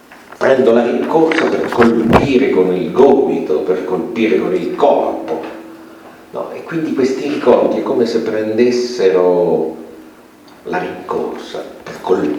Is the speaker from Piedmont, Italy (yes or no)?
yes; Piedmont, Italy; Una volta dalle mie parti di origine in Piemonte ero con un amico in macchina, erano le 7 di sera vicino ad Asti